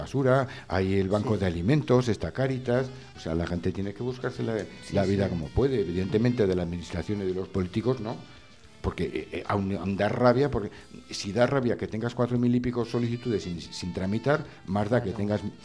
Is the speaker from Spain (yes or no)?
yes; Zaragoza, Aragon, Spain; de Zaragoza.